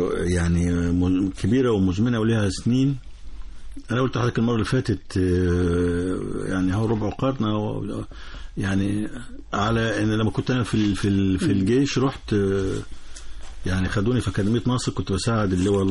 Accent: Egypt; إحنا هنا أبناء مصر،

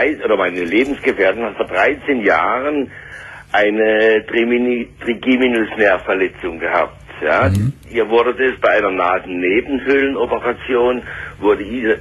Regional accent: Southern Germany, Germany; weil ich komme ja aus Süddeutschland, ja.

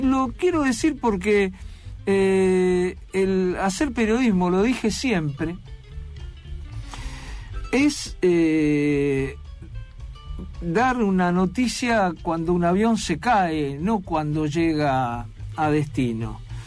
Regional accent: Buenos Aires, Argentina; Yo venía en esta ciclotimia que tengo como porteño

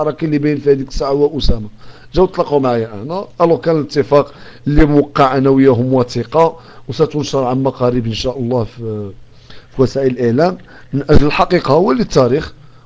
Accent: Morocco; من عندنا حنايا كمغاربه

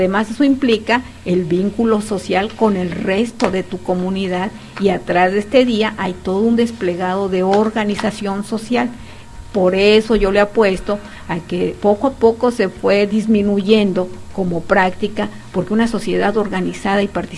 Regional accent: Mexico; el maíz es parte de nuestra esencia como mexicanos

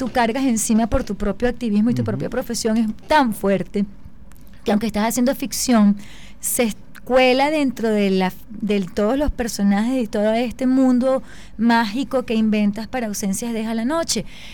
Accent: Venezuela; lo que estamos viviendo nosotros como ciudadanos venezolanos.

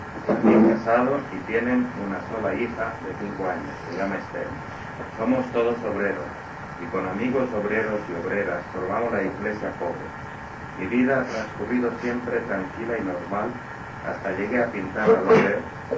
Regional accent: Inca, Balearic Islands, Spain; born there; now in Palma, Spain; Yo nací en Inca, Mallorca. Desde muy joven, resido en Palma. Tengo 75 años de edad.

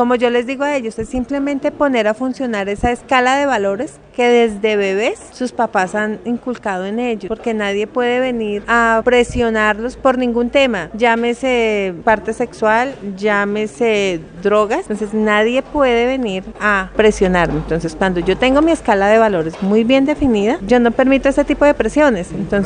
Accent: Boyacá, Colombia; now in Bogotá, Colombia; Yo soy boyacense, pues vivo en Bogotá, pero soy boyacense, y por mi región se consume mucho el maíz.

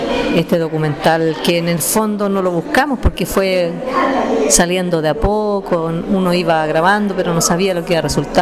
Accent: Sagrada Familia, Maule, Chile; estaba todo mi pueblo, mucha gente de mi pueblo, como está la gente común, la gente de mi comuna, de mi Sagrada Familia

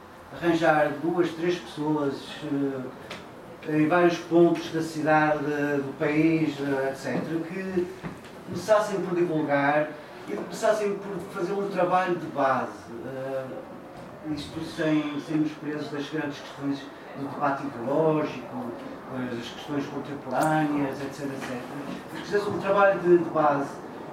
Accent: Viana do Castelo, Norte, Portugal; no sou de Porto, venho de Viana

